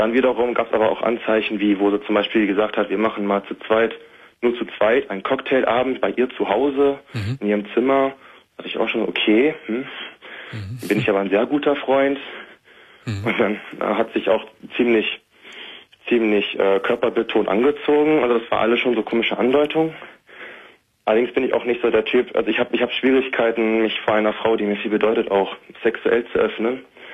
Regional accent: Hanover, Lower Saxony, Germany; now in Bielefeld, Germany; Ich komme halt eigentlich aus Hannover und bin dann nach Bielefeld gezogen.

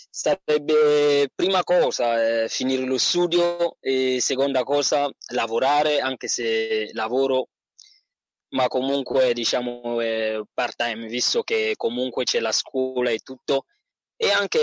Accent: Cameroon; Italian is a second language; now in Salerno, Italy; Allora, vengo dal Camerun

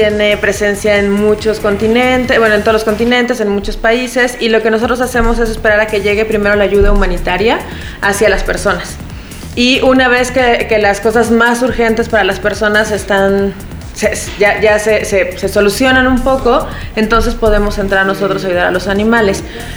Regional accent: Mexico; salimos de México. Íbamos tres médicos veterinarios de México

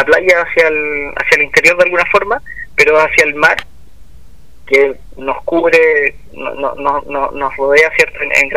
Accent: Viña del Mar, Valparaíso, Chile; aquí en Viña del Mar, yo soy de Viña del Mar, pongo el caso

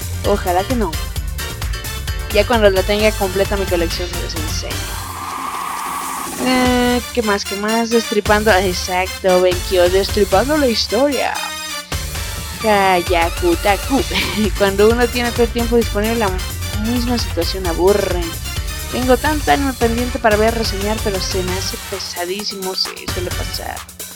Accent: Ecatepec, State of Mexico, Mexico; Yo soy de la Ciudad de México. Aquí de México, más para más referencia, de Catepec.

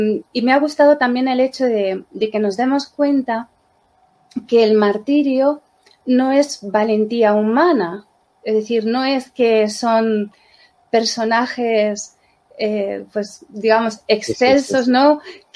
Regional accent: Madrid, Community of Madrid, Spain; Yo le hablo desde Madrid, soy madrileña.

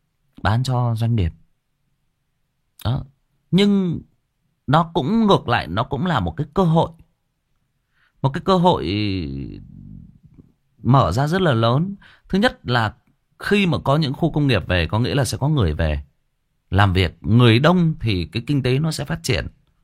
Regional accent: Hưng Yên, Vietnam; Quê tôi cũng Hưng Yên bạn ơi. Quê tôi cũng Hưng Yên.

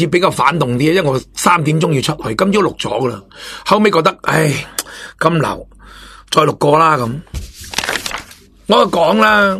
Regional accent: Hong Kong; 我哋香港本身土生土长

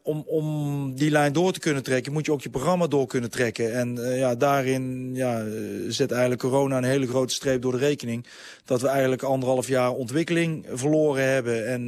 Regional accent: Netherlands; Maar ja, ik blijf Nederlander.

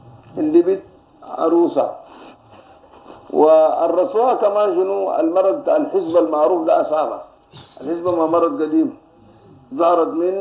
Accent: Sudan; نحن هنا عندنا في السودان وفي غيرها من الدول الإفريقية بنعمل الوسم ده

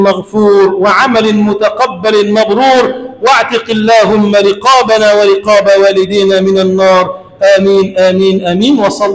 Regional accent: Egypt; اللهم اجعل بلدنا مصر بلدا آمنا مطمئنا سخاء رخاء

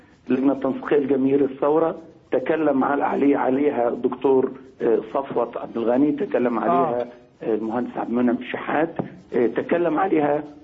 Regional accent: Egypt; وأنا رجل مصري مسلم داعية إسلامي

